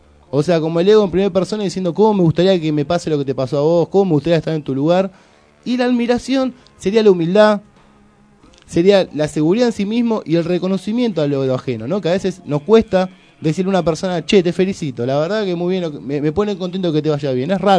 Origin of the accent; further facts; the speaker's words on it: Argentina; Todos somos toda Argentina y hablamos en yankee.